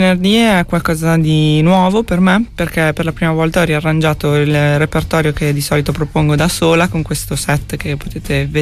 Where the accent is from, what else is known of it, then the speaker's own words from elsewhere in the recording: Bologna, Emilia-Romagna, Italy; also born or lived in The Hague; prima ho sempre vissuto a Bologna e sono tornata da luglio